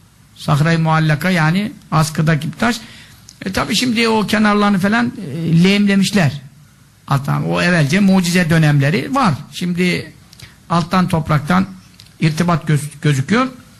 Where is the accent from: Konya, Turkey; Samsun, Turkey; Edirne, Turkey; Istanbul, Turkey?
Samsun, Turkey; Memleketim benim. Annem oralı, dedem hep oralı. Samsun tarafındanız